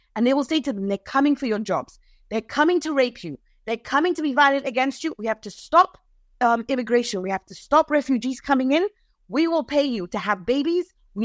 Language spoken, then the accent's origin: English; Saudi Arabia; now in United States; I grew up in Saudi Arabia. I know. But what I also know, because I've lived in the United States for 22 years